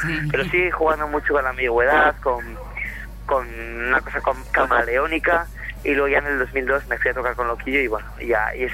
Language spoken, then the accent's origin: Spanish; Gijón, Asturias, Spain; yo que soy un poco de pueblo. Hazte cuenta que yo soy de Gijón, que vivo en una ciudad de 300.000 habitantes.